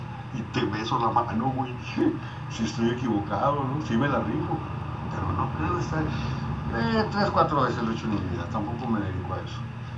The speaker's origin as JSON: {"language": "Spanish", "region": "Sinaloa", "country": "Mexico", "also_born_or_lived": "Ciudad Juárez", "said": "porque soy de Sinaloa, o porque vengo de Juárez."}